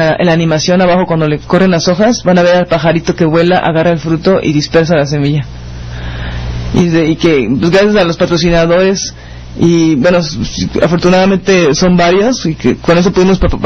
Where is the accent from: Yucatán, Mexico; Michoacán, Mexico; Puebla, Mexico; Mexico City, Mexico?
Puebla, Mexico; Soy de Puebla.